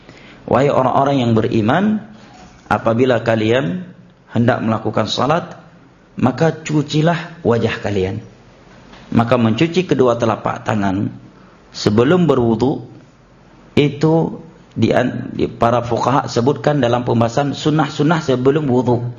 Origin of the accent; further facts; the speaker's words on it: Aceh, Indonesia; seringnya kita orang Aceh menyebutkan muwalat